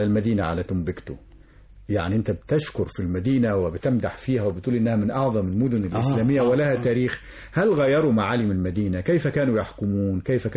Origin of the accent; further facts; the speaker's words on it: Egypt; ونحن كمصريين نحب المقامات يعني